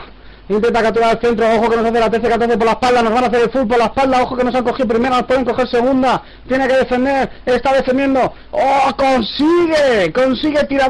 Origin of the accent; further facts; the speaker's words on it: Spain; Hola, somos españoles, no hablamos italiano.